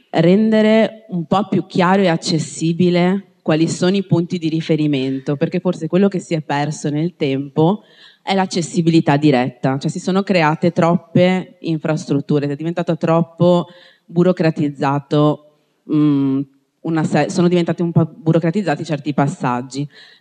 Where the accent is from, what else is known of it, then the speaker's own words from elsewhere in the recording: Padua, Veneto, Italy; io sono di Padova, nata a Padova, mi piace Padova